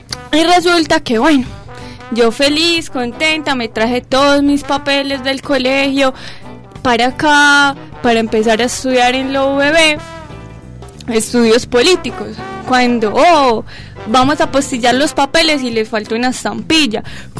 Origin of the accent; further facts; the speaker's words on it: Colombia; yo como gran colombiana